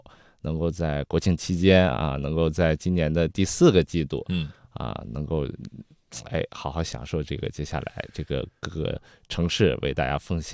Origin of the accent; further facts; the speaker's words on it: Zibo, Shandong, China; 正好十月份呢，在我的老家淄博啊